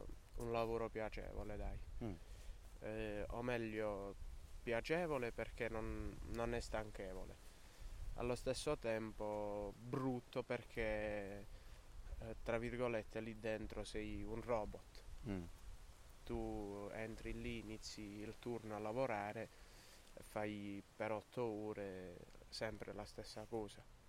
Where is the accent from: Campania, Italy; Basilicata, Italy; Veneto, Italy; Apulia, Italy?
Basilicata, Italy; Accettura; Nato. Sì, sono di Accettura.